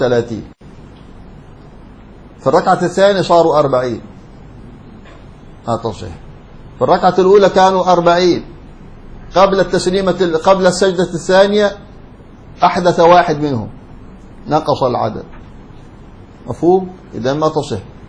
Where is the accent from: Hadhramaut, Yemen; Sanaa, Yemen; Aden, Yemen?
Hadhramaut, Yemen; في بعض القرى عندنا في حضرموت